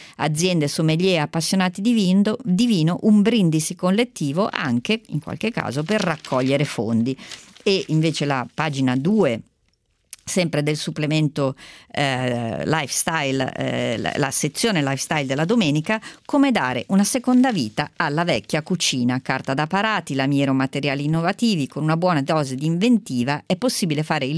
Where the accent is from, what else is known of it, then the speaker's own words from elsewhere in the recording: Lombardy, Italy; Noi siamo in Lombardia, io sono lombarda e ho ormai compiuto 50 anni